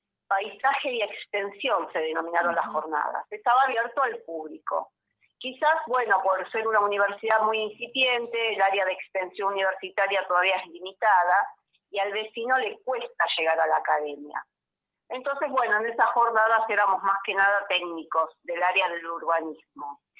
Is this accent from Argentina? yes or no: yes; Buenos Aires, Argentina; yo soy de Buenos Aires